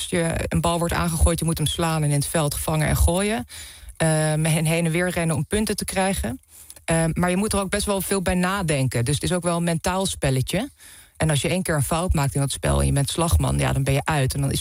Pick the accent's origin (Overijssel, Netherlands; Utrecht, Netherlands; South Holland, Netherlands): Overijssel, Netherlands; Deventer; moved away as an adult; ik ben opgegroeid in Deventer en daar tot mijn 19e gewoond.